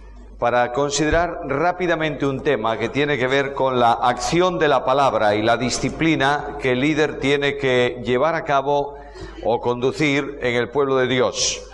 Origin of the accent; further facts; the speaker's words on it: Spain; Imagínate que yo, que vengo del calor de España, allí estamos en verano, vengo al frío argentino.